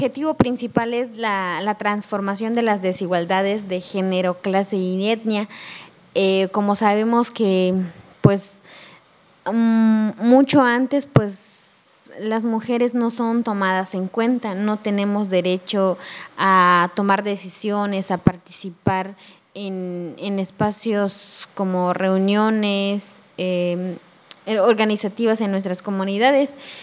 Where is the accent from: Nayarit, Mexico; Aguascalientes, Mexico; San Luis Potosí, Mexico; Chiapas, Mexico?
Chiapas, Mexico; Ocosingo; Soy originaria de una comunidad del ejido Macedonia, municipio de Ocosingo, Chiapas.